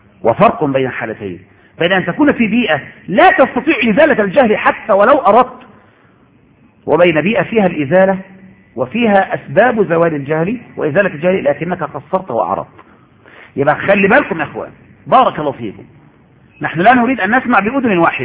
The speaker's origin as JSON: {"language": "Arabic", "country": "Egypt", "said": "يا شيخ إن عندنا في مصر زمان كان الناس لا يعرفون وجوب صلاة"}